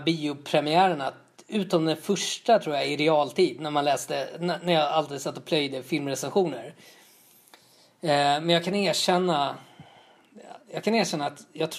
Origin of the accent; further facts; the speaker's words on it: Tullinge, Stockholm County, Sweden; jag är uppvuxen i Tullinge.